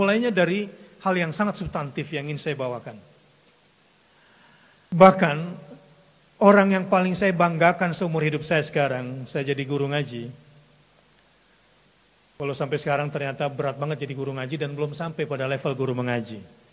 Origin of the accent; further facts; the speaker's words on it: South Sulawesi, Indonesia; ayah saya seorang pelaut, nenek moyangku, seorang pelaut. Karena saya aslinya orang Solo, Sulawesi maksudnya, dari selatan.